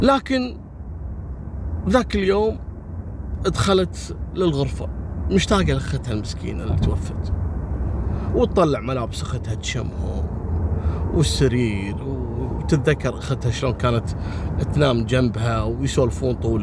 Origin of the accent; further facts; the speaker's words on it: Kuwait; وصارت عندنا في الكويت.